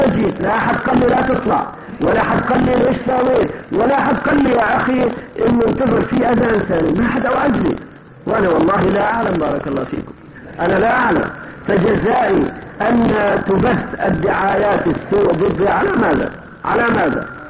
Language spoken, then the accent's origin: Arabic; Kuwait; فأنا العادة عندنا في الكويت